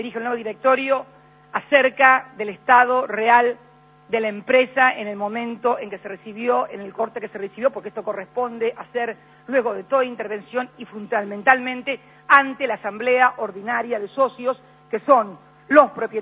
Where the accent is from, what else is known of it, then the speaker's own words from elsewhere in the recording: Argentina; Nuestro país no es un país fácil. No somos fáciles los argentinos. Somos gente difícil.